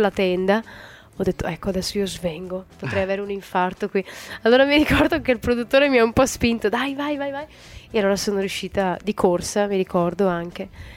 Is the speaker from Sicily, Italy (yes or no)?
yes; Sicily, Italy; born there; Sono nata in Sicilia e sento di appartenere un po' anche alla Sicilia, no? Però non mi sono mai identificata davvero con un luogo.